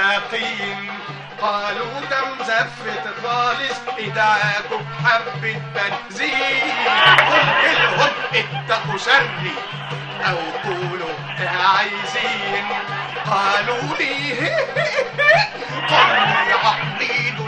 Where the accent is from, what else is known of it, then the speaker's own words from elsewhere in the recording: Alexandria, Alexandria Governorate, Egypt; born there; 59 شهر طبعا، من مواليد الاسكندريه